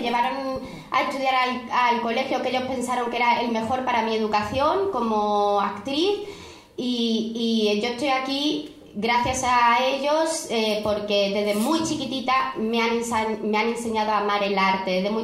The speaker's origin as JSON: {"language": "Spanish", "town": "Córdoba", "region": "Andalusia", "country": "Spain", "said": "Yo soy cordobesa, se me nota. Digo yo, ¿no?, que me lo estáis notando. Lo que pasa ahora es que con todos mis trabajos como que me tengo que ir quitando el acento. Soy cordobesa"}